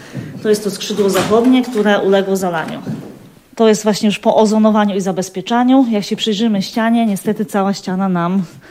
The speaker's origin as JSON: {"language": "Polish", "town": "Wrocław", "region": "Lower Silesian Voivodeship", "country": "Poland", "tie": "born there", "said": "Ja się urodziłam we Wrocławiu, ale tutaj do Kotliny Kłodzkiej przyjeżdżałam, bo mamy niedaleko ziemię, gdzie spędzaliśmy zawsze wakacje. I do Gorzanowa trafiłam dokładnie w 97 roku, w czasie powodzi."}